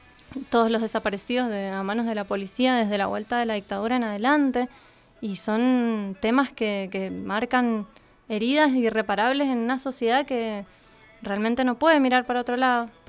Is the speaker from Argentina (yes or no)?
yes; Argentina; sino porque somos argentinos y argentinas y amamos este país